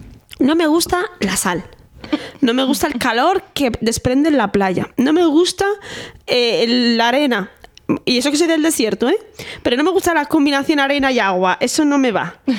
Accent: Valladolid, Castile and León, Spain; also born or lived in Sahara; yo soy de Valladolid. Entonces, bueno, soy del Sahara, pero criada en Valladolid.

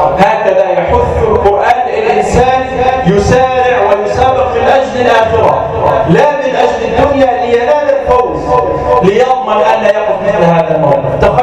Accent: Egypt; اللهم اجعل بلدنا مصر آمنة مطمئنة

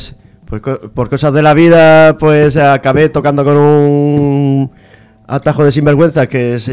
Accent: Orihuela, Valencian Community, Spain; Yo soy de Orihuela

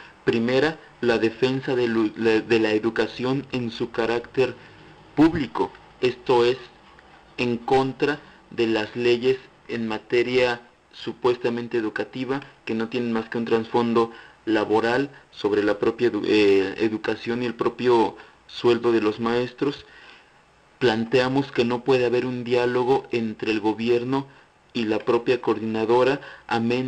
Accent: Mexico; especialmente como mexicanos nos hace cómplices

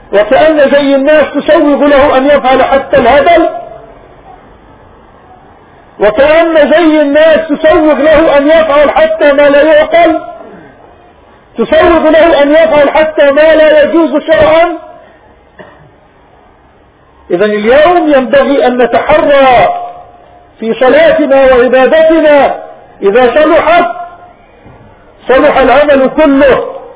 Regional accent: Palestine; وهؤلاء جماعة من بلادنا فلسطين من جماعيل في منطقة نابلس.

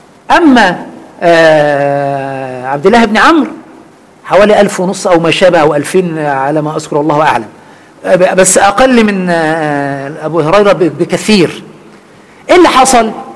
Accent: Egypt; أنا ما خرجت من مصر البتة

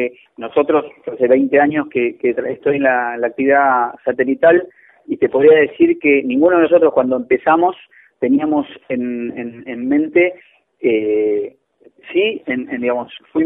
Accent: Argentina; hablo como ingeniero, como argentino, como habitante de la Argentina

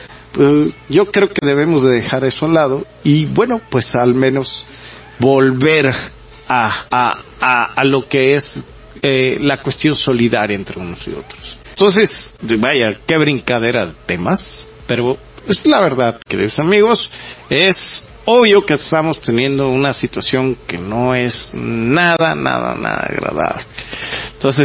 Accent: Mexico; toda esta desvinculación que tenemos entre nosotros como sociedad mexicana

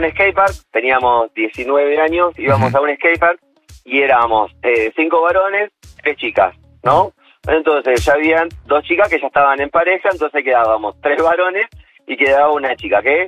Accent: Mar del Plata, Buenos Aires Province, Argentina; Soy de Mar del Plata, hizo mucho calor, estuvo tremendo

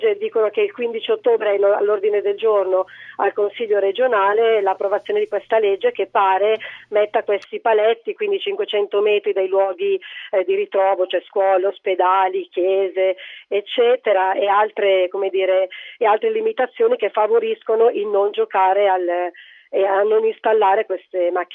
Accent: Eritrea; now in Italy; Io sono eritrea.

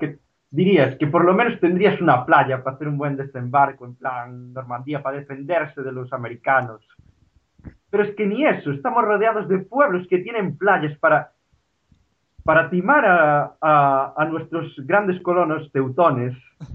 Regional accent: Cambados, Galicia, Spain; Vamos a quemar mi pueblo, concretamente, Cambados.

